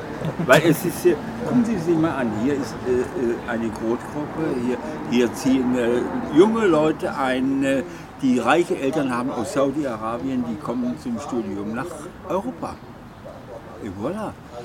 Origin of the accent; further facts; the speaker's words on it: Algeria; Ich bin aufgewachsen in einer Oase. Ich bin in Algerien aufgewachsen.